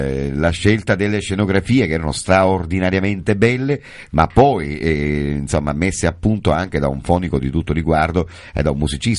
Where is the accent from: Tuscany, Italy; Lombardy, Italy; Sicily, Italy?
Sicily, Italy; Gangi; born there; Intanto io, tu sai che adoro Gangi e amo Castelbuono, amo tantissimo il mio paese che mi ha dato i natali